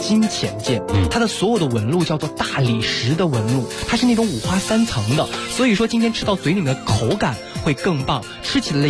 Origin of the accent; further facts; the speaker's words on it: Inner Mongolia, China; 其实我自己是内蒙人，我们都知道内蒙人当地所选择